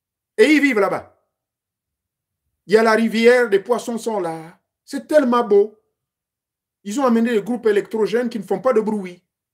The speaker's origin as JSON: {"language": "French", "country": "Gabon", "said": "Chez moi au Gabon"}